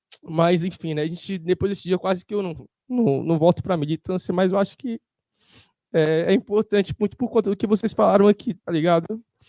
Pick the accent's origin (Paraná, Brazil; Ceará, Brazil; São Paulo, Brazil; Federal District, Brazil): Federal District, Brazil; Samambaia; uma dessas famílias, né, que a gente se aproximou mais foi da minha quebrada lá de Sumambaia